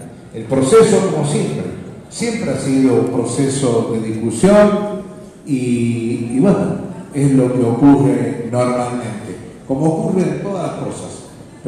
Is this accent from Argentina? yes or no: yes; La Rioja, Argentina; Pero no somos desiguales los de La Rioja porque vivamos, porque seamos de tercera o de otra categoría de gente. No, somos tan argentinos como todos.